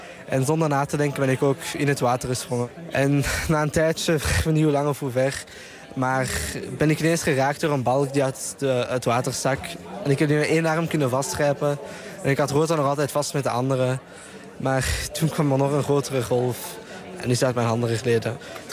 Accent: Brussels, Belgium; uit Brussel, België. En ik ben 17 jaar.

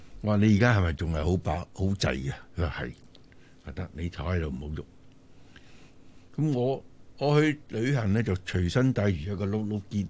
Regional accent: China; 我哋中国人成日话，我哋去外地都会水土不服。

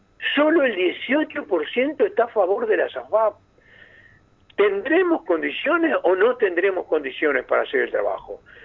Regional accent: Fray Bentos, Río Negro, Uruguay; En particular, en mi pueblo, Fray Bentos, la situación está grave, está muy grave.

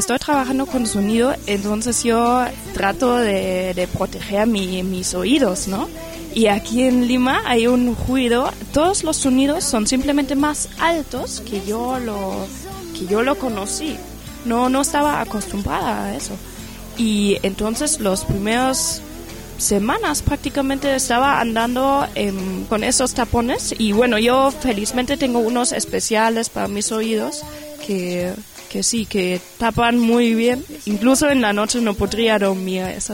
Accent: Germany; Spanish is a second language; Y bueno, eso debido a que soy alemana.

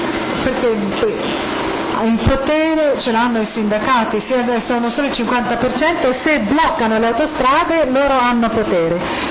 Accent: United States; Italian is a second language; Forse perché sono americana, io credo che il termine è stato creato negli Stati Uniti

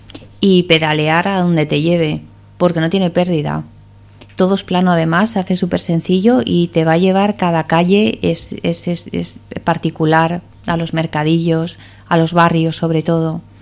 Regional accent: Asturias, Spain; yo vengo de Asturias, entonces es verde, es agua y hace frío y humedad, ¿no? Bueno, allí no hace tanta humedad

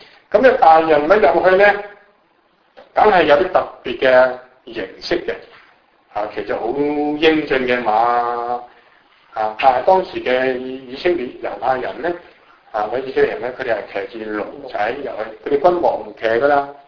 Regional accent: China; 我哋中國人嘅國個朝代係最輝煌嘅。

